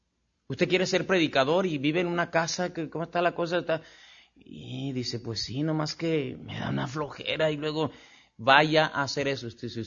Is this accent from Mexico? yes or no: yes; Mexico; Y así somos los mexicanos, pero no debemos ser así los cristianos.